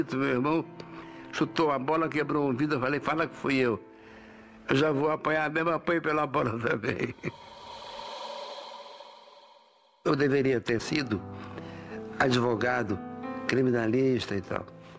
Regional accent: Rio de Janeiro, Brazil; also born or lived in Fortaleza; E a minha infância no Rio de Janeiro, dos 9 aos 15, foi péssima.

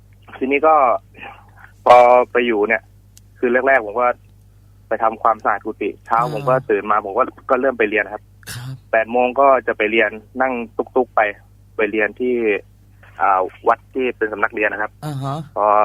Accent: Trat, Thailand; คือตอนที่อยู่จังหวัดตราดเนี่ยครอบครัวผมค่อนข้างจะยากจนนะครับ

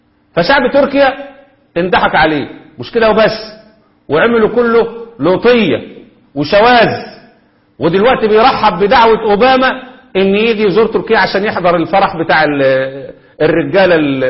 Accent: Egypt; عندنا في مصر.

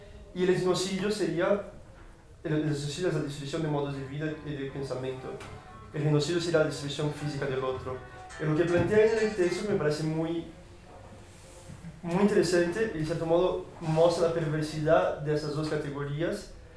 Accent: Brazil; Spanish is a second language; bueno, yo soy de Brasil, ¿no?

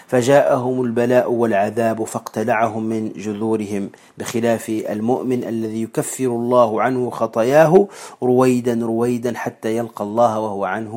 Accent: Tunisia; ونسميه عندنا في تونس الزقوقو

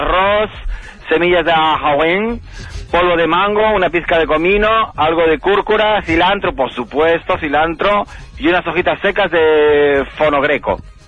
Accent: Bangalore, Karnataka, India; Spanish is a second language; now in Spain; Soy de Bangalore, del sur de la India.

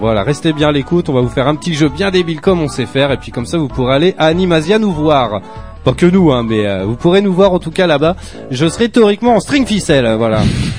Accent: Tours, Centre-Val de Loire, France; moi je viens de Tours à la base

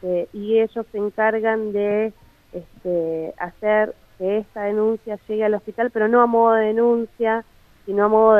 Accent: Buenos Aires, Argentina; nosotros somos la mayoría de Capital, de Capital Federal

